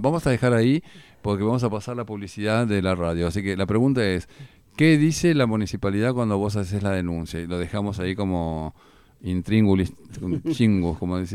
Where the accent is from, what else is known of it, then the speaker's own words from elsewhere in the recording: Argentina; Y aparte somos argentinos